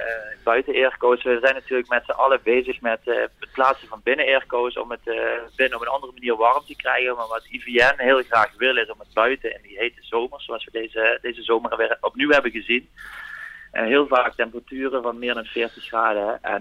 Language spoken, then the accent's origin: Dutch; Limburg, Netherlands; zelf kom ik uit Limburg